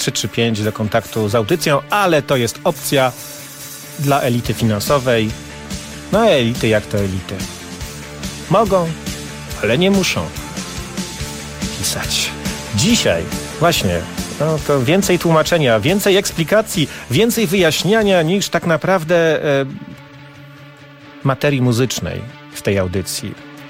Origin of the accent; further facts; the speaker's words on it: Silesian Voivodeship, Poland; accent: Silesian; W sprawie mojego śląskiego akcentu Tomek znowu mnie molestuje.